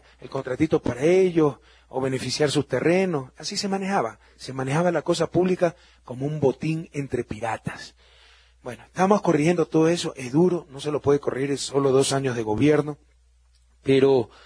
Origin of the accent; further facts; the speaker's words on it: Guayaquil, Guayas, Ecuador; now in Quito, Ecuador; Ustedes saben que Guayaquil es mi ciudad natal, que por cuestiones de familia, básicamente mi esposa es de clima frío, el clima de Guayaquil le sentaba muy duro. Me radiqué hace 16 años en Quito